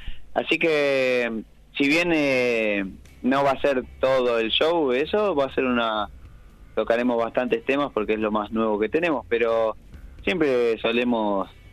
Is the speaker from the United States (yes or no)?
no; Mar del Plata, Buenos Aires Province, Argentina; Estaba por salir a adquirir alimentos acá en mi ciudad natal, Mar del Plata.